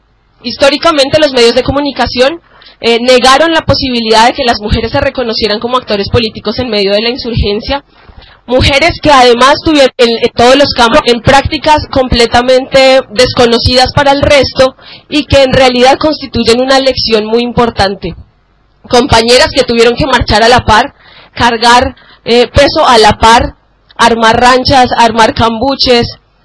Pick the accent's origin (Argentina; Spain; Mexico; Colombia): Colombia; Nosotras como mujeres colombianas tenemos la fortuna y la tristeza de tener que contar la historia de más de 50 años de enfrentamiento armado